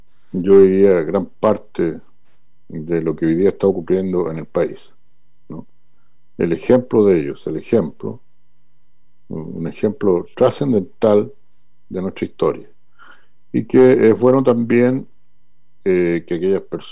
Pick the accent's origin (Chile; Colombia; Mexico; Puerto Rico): Chile; Como chilenas, como chilenos, como sociedad.